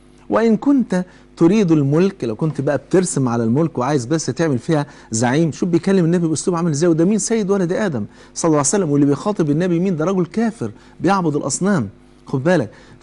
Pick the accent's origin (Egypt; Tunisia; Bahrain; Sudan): Egypt; كلنا كمصريين، كلنا شركاء وطن